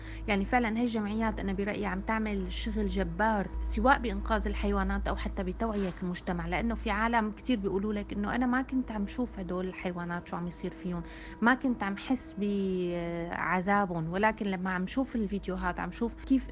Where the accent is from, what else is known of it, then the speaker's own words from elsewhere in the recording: Syria; بدي أعطي مثال كوني أنا سورية وعم تابع الوضع عن كثب بسوريا